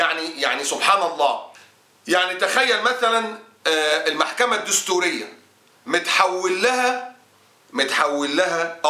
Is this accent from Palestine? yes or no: no; Egypt